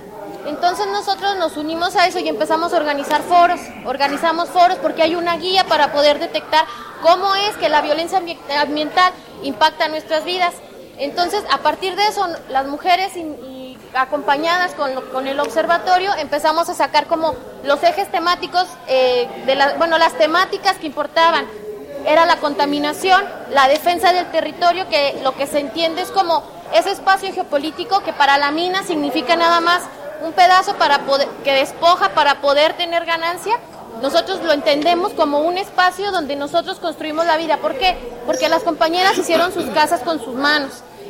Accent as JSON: {"language": "Spanish", "region": "Zacatecas", "country": "Mexico", "said": "vengo de Zacatecas."}